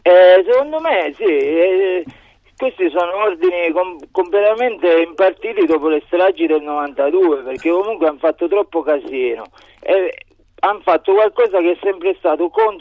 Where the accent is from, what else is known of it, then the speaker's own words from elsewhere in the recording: Palermo, Sicily, Italy; now in Perugia, Italy; Io sono di Palermo e le dico che la mafia esiste